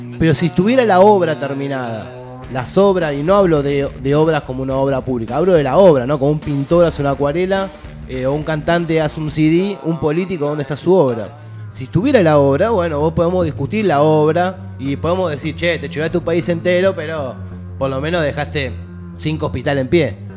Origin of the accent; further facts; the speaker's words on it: Moreno, Buenos Aires Province, Argentina; Porque nosotros somos de Moreno